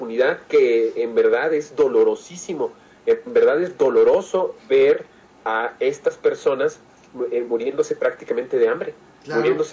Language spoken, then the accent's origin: Spanish; Mexico; Eso es lo que somos los mexicanos.